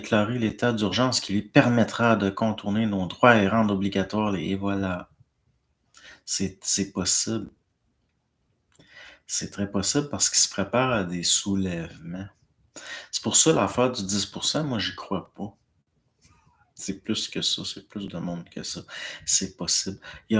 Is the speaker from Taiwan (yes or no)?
no; Normandy, France; En France, je suis de Normandie et il n'a pas encore gelé.